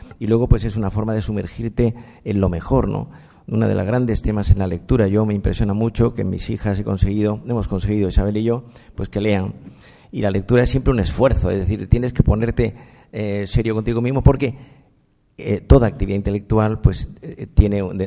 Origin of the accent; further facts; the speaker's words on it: Granada, Andalusia, Spain; now in Madrid, Spain; yo soy andaluz, soy granadino, que llevo en Madrid media vida